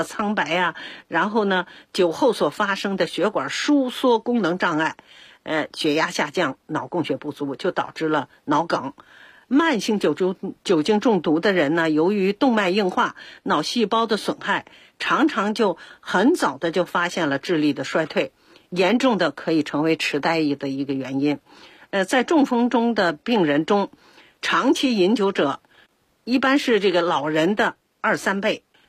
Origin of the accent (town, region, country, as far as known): China